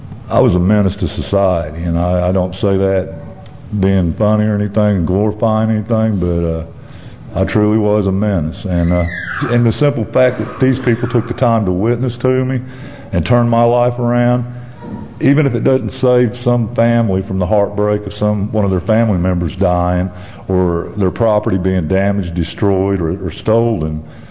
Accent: Tulsa, Oklahoma, United States; As he said … I'm from Tulsa, Oklahoma, and here to give my testimony.

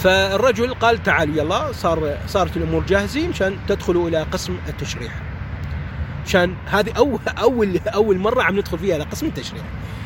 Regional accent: Iraq; مو فقط مو لأني لكوني أنا عراقي،

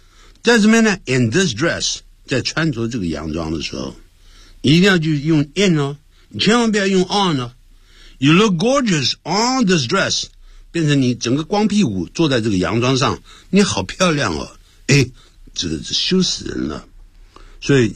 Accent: Nanjing, Jiangsu, China; 就有点像我们南京人讲怪怪隆地动啊

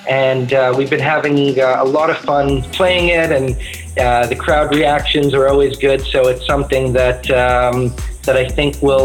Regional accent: Montreal, Quebec, Canada; growing up in Montreal, we heard a lot of his music on Turbo Recordings, which was also based in Montreal. So that's the kind of sound that we were kind of growing up with and learning about.

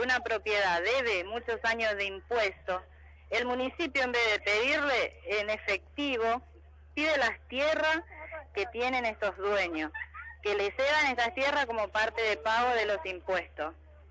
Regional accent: Argentina; yo soy del interior de la Argentina, no soy de Formosa.

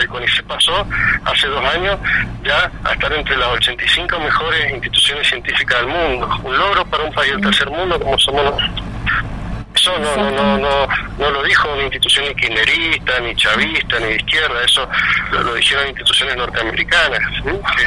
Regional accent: Mendoza, Argentina; yo soy mendocino

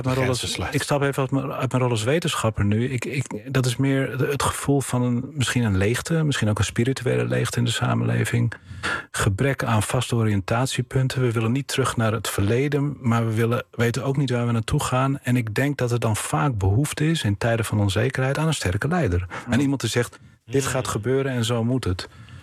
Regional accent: Bolsward, Friesland, Netherlands; een ander voorbeeld van waar ik vandaan kom, Bolsward, was sinds 1455 een onafhankelijke gemeente.

